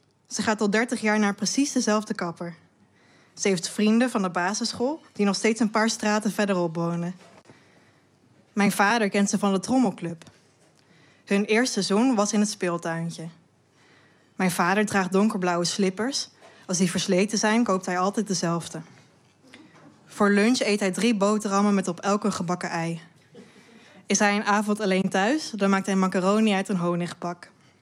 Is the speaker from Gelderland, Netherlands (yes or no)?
yes; Ermelo, Gelderland, Netherlands; Als ik vertelde dat ik uit Ermelo kwam